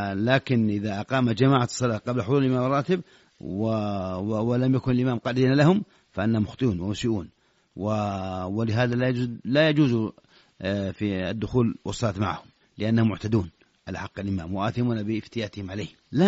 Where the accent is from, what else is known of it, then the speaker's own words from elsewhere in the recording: Saudi Arabia; خاصة إذا كنت في السعودية وهو يبدو لك فعلا هذا لأن حافزه عندنا في السعودية